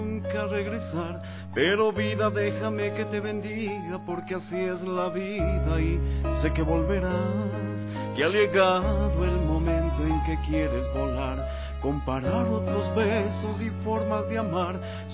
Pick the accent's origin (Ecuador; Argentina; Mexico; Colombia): Ecuador; Quito, Pichincha; Bueno, soy de aquí de Quito. Nací en el año de 1973, 10 de diciembre.